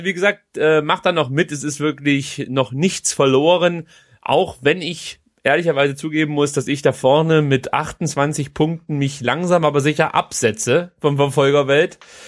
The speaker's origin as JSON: {"language": "German", "region": "Baden-Württemberg", "country": "Germany", "said": "aber da bin ich Schwabe"}